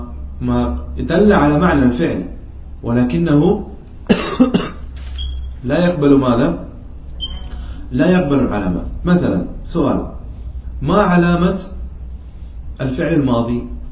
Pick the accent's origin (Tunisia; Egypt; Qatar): Qatar; يعني عندنا في قطر أكثر من يستعملها في اللهجة العامية